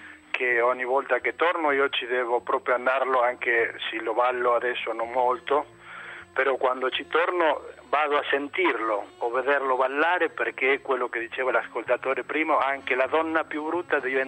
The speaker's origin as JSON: {"language": "Italian", "town": "Chacabuco", "region": "Buenos Aires", "country": "Argentina", "said": "Chacabuco, provincia di Buenos Aires, la Pampa argentina, diciamo, 500 chilometri dal mare e 500 dalla prima collina."}